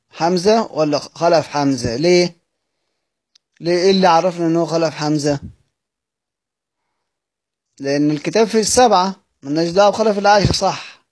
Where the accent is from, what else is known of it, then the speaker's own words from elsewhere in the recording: Egypt; هننتج لنا كلمة تانية إحنا كمصريين سهل بننطقها لأن إحنا متعودين على أصلا في اللغة بتاعتنا وفي اللهجة بتاعتنا